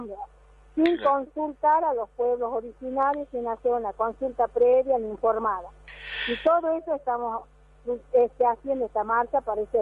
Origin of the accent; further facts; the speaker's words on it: Jujuy, Argentina; soy de la Laguna de Pozuelo, de la comunidad de Rodeo.